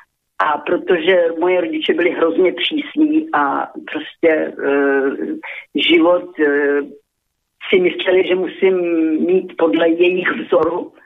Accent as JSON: {"language": "Czech", "town": "Vysoké Mýto", "region": "Pardubice Region", "country": "Czechia", "tie": "born there", "said": "Narodila jsem se v Čechách, ve Vysokém Mýtě"}